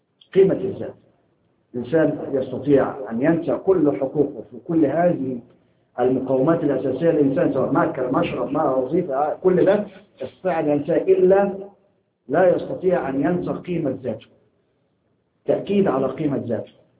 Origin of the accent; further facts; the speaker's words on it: Egypt; إحنا عندنا في مصر كان الدستور السابق